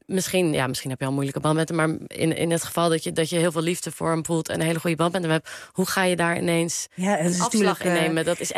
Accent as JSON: {"language": "Dutch", "town": "The Hague", "region": "South Holland", "country": "Netherlands", "said": "Nou, ik kom uit Den Haag."}